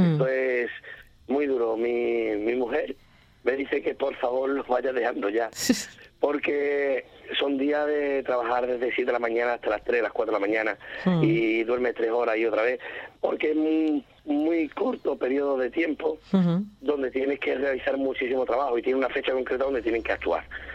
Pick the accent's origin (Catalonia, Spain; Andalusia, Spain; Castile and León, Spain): Andalusia, Spain; Valverde del Camino; pueblo donde también vive de la piel de diferente manera, que es Valverde del Camino